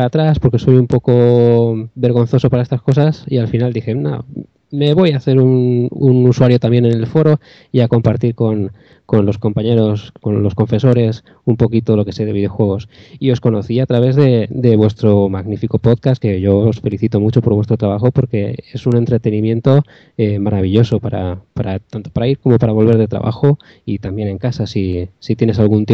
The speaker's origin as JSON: {"language": "Spanish", "town": "Llíria", "region": "Valencian Community", "country": "Spain", "said": "soy de Llíria, que es una ciudad que está cerquita de Valencia, la llaman la ciudad de la música."}